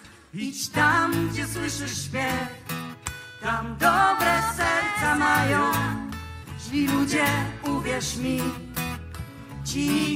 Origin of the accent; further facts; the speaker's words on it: Wrocław, Lower Silesian Voivodeship, Poland; Przyjechaliśmy z Wrocławia, czyli bardzo blisko gór.